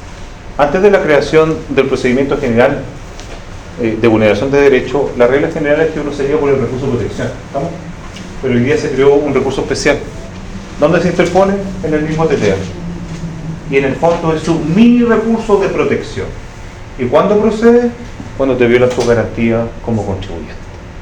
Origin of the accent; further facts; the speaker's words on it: Santiago, Santiago Metropolitan Region, Chile; now in Concepción, Chile; ¿Yo dónde vivo? En Conce. Soy santiaguino, pero estoy radicado en Conce.